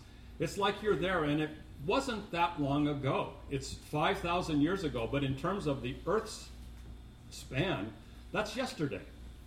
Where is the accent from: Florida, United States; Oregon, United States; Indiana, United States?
Oregon, United States; Lakeview; Where I grew up in Lakeview was over a volcanic plateau